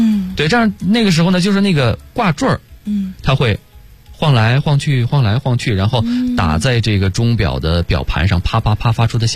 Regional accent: Hebei, China; 那个时候因为我就是河北人嘛，所以说就是离得很近，那个时候正在老家。

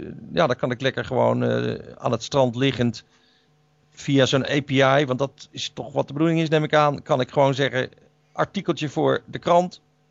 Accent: Netherlands; Ik blijf Nederlander

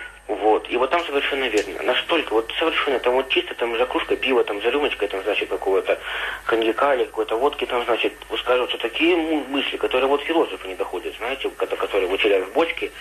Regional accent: Krasnoyarsk, Krasnoyarsk Krai, Russia; born there; now in Yaroslavl, Russia; я из Ярославля, где я сейчас живу, до Красноярска, где я родился, проехал на электричках совершенно бесплатно.

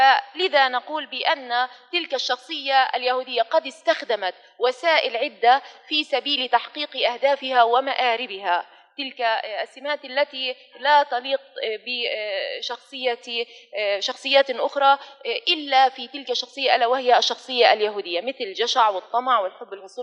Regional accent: Palestine; وكما نحن كفلسطينيين لابد أن نتطرق إلى الموضوعات النثرية الفلسطينية

